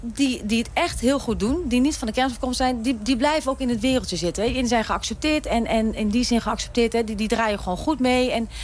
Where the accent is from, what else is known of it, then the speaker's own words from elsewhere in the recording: 's-Hertogenbosch, North Brabant, Netherlands; Ik kom dan zelf uit Den Bosch